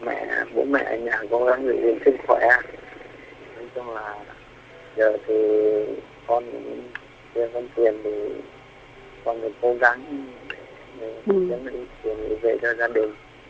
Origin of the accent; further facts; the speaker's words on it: Thanh Hoa, Vietnam; nhưng mà mình là người Thanh Hóa